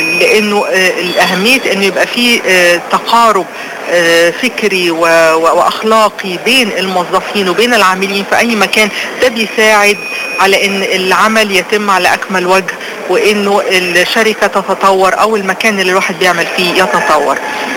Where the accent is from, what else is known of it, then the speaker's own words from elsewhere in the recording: Alexandria, Alexandria Governorate, Egypt; بلدي اللي بحبها جدا وعن مدينتي اللي بعشقها، مدينة الاسكندرية